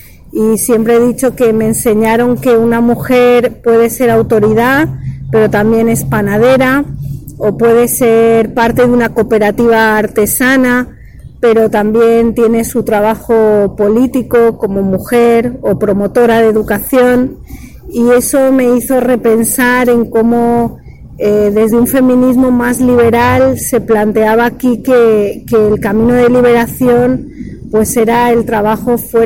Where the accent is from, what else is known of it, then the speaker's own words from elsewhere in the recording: Valencia, Valencian Community, Spain; now in Mexico; soy de Valencia, pero me reconozco adicta a México. Llegué también como Didi. Bueno, yo llegué hace 20 años a México